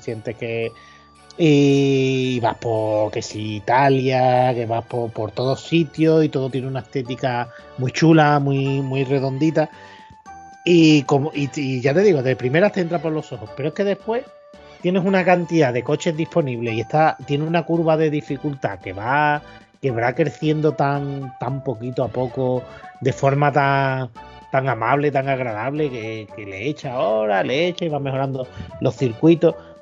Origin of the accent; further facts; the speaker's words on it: Andalusia, Spain; como mal andaluz